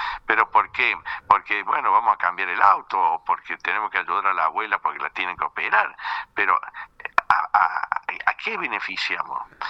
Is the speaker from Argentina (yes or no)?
yes; Argentina; yo como argentino, si veo dos estaciones de servicio, uno que tiene empleado y otro sin empleado, voy a que tiene empleado.